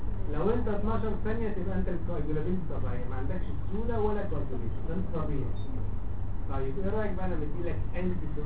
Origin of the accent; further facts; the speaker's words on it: Egypt; لو انت رحت في المعامل اللي عندنا في مصر اي حته في مصر